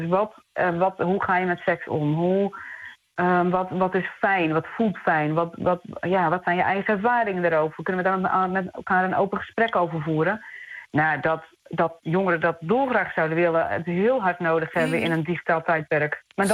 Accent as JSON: {"language": "Dutch", "country": "Netherlands", "lives_now": "Australia", "said": "Ja, als Nederlander moet ik daar toch altijd zelf een beetje aan wennen."}